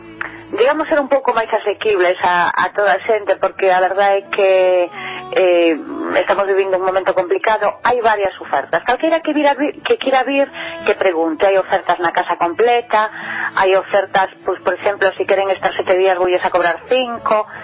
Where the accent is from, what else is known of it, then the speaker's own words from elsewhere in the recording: Lira, Galicia, Spain; eu son de Lira